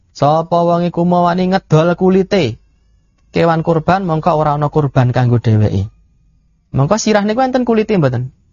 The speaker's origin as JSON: {"language": "Javanese", "town": "Bayat", "region": "Central Java", "country": "Indonesia", "said": "Kula nggih nderek pitepangan kula saking Bayat hadine ngrat gitu. Bapak kula menika rumiyin hobi jimat. Hobi kuburan lan Islam mambu-mambu kejawen."}